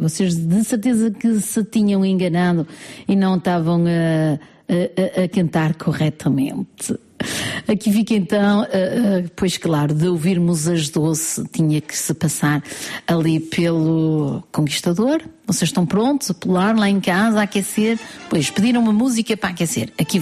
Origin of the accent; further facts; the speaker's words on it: Portugal; Claro, somos portugueses, cada português conquista sempre algo